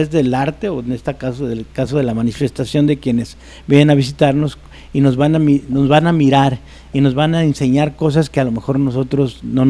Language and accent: Spanish; Guadalajara, Jalisco, Mexico; nosotros mismos como tapatíos o de Guanatos no queremos ver